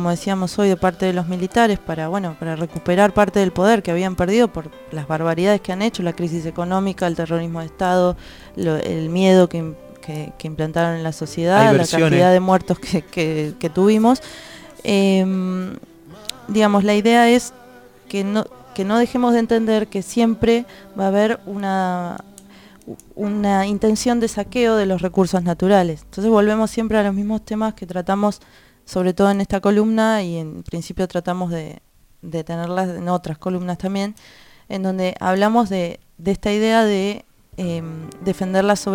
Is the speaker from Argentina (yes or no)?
yes; Argentina; como nación, como Argentina que somos, de defender los recursos naturales para todos aquellos que lo necesiten